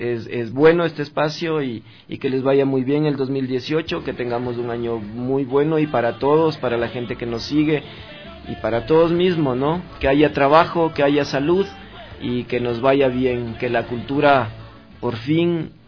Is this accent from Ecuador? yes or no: yes; Quito, Pichincha, Ecuador; Yo soy quiteño, yo nací en San Roque, a los pies de Xungoloma, de Yavirac, del Panecillo.